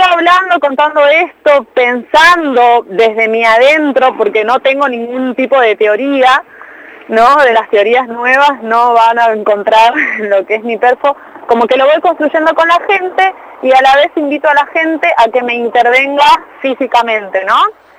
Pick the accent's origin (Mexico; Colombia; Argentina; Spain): Argentina; Moreno, Buenos Aires Province; now in Buenos Aires, Argentina; yo nací en Moreno, viví en Moreno, qué sé yo, ahora hace poquito estoy viviendo en Capital. Pero soy de Moreno, o sea, me tira al barrio